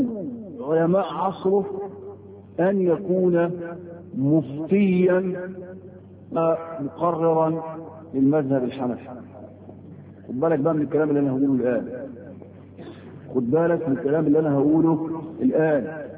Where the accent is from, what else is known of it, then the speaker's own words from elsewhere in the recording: Egypt; زي عندنا في مصر في القضايا الشرعيه كلها